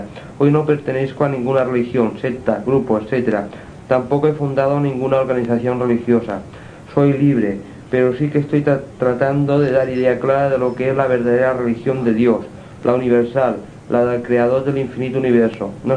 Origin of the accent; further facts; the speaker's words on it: Inca, Balearic Islands, Spain; now in Palma, Spain; soy mallorquín, natural de Inca, un pueblo en el centro de la isla de Mallorca. Desde muy joven vivo en Palma de Mallorca.